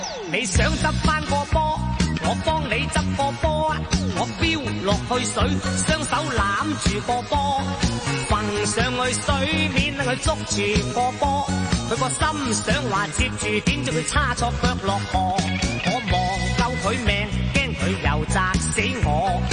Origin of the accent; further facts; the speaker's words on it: Guangdong, China; 所以我广东人个俗语讲得好啊